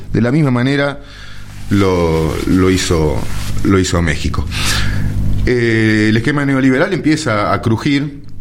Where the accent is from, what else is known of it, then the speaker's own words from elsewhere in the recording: Argentina; ¿Nosotros que somos argentinos?